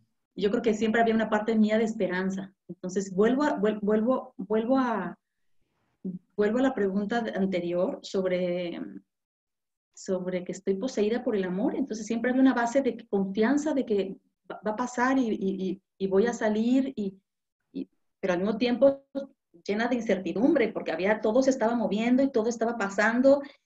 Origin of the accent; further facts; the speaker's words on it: Mexico; now in Spain; siempre he pensado que España me ha enseñado mucho. México me ha dado mucho. Amo mi tierra, amo mi país, amo mi familia.